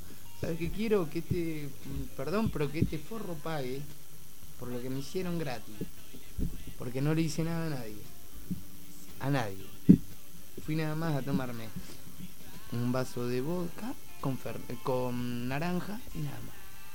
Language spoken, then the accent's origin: Spanish; Necochea, Buenos Aires Province, Argentina; born there; now in La Plata, Argentina; Yo nací en Necochea, pero hace 20 años que vivo en La Plata. No me considero platense típico, pero soy más platense que de Necochea.